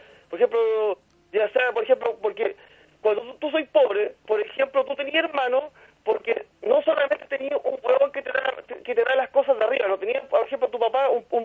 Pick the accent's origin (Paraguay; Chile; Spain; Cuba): Chile; Santiago, Santiago Metropolitan Region; yo soy de Cuma, yo soy de aquí de la Pobla de la Universidad de Chile, que está al lado de la Victoria.